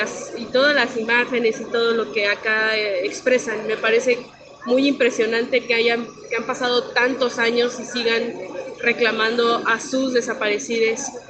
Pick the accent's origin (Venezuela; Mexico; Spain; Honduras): Mexico; soy periodista de México.